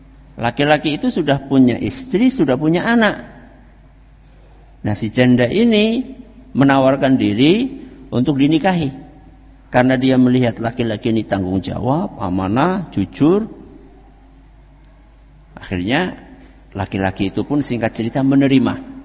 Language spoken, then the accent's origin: Indonesian; Java, Indonesia; Kalau bahasa kita orang Jawa, disupatani.